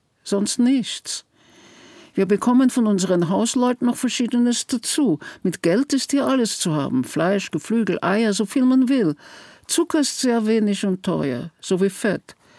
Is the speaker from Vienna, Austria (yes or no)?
yes; Vienna, Austria; born there; ich bin in Wien geboren